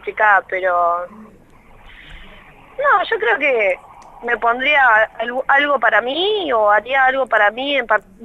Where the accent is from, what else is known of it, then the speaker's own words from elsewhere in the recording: La Plata, Buenos Aires Province, Argentina; accent: Argentine Spanish; No, a mí me encanta el español, el castellano argentino me encanta. Me encanta volver acá al lugar de donde soy y escuchar a la gente hablar.